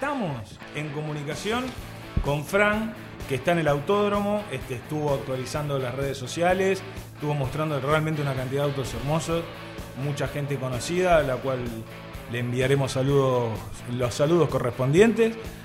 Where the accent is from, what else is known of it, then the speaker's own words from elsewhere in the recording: Argentina; como todo argentino, como todo habitante de este suelo